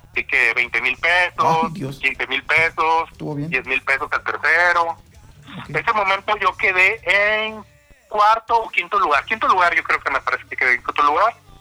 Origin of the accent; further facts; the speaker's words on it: Guadalupe, Nuevo León, Mexico; yo soy de Guadalupe y yo tenía mis amigos que, somos los mejores de Guadalupe.